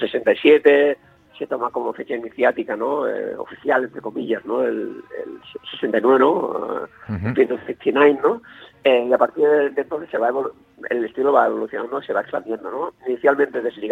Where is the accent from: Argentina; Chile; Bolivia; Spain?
Spain; first language Catalan; Spanish is a second language; tanto en castellano como en catalán, que es mi lengua natal